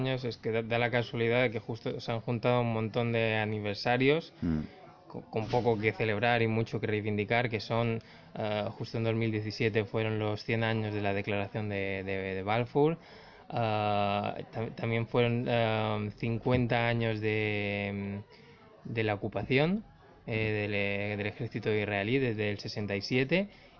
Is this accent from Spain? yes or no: yes; Palma, Balearic Islands, Spain; Y yo soy de Palma, y en Mallorca